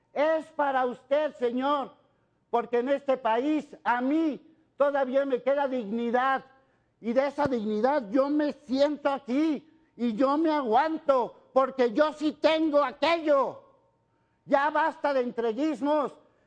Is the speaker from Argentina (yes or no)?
no; Mexico; porque yo soy un mexicano